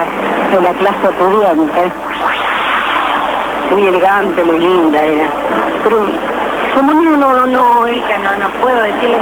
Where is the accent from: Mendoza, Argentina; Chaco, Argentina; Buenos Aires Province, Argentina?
Mendoza, Argentina; yo soy de Mendoza